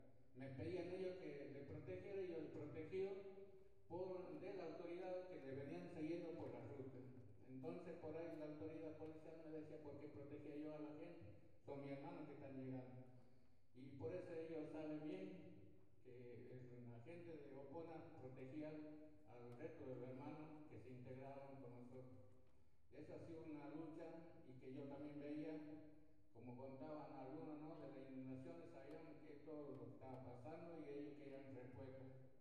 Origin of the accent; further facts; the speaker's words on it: Aguaray, Salta, Argentina; vengo de la provincia de Aguaray. Y bueno, soy el cacique, como dicen, Burubicha en guaraní. Represento a la comunidad de Piquerenda Viejo